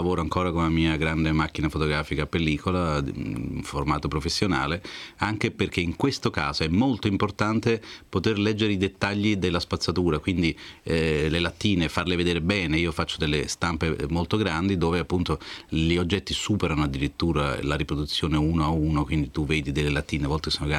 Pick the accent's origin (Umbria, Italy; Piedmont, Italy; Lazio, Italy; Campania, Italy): Campania, Italy; now in Milan, Italy; che sapevo che esistesse lì in Campania, essendo io campano, anche se vivo a Milano